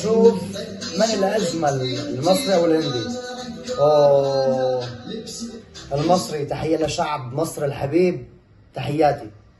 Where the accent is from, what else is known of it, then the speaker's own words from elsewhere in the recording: Syria; حابب كمان أشكر أولاد بلدي سوريا الغالي، تحية لسوريا وتحية للبنان اللي بلشت فيها مسيرتي.